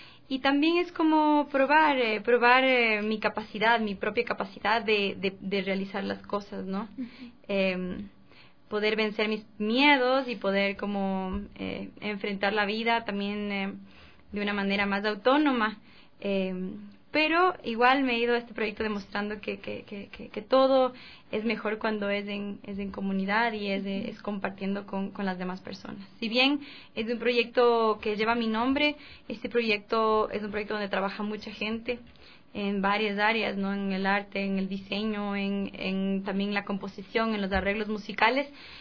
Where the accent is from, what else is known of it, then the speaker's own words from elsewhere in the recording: Cotopaxi, Ecuador; También en Cotopaxi, de donde yo soy, está el Huaco